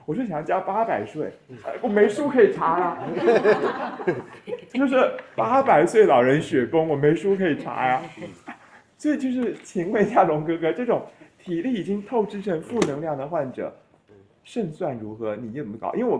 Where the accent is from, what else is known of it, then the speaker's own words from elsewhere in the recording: Taiwan; 就对我们台湾人来讲，就大陆人的工作方式是其实很使力的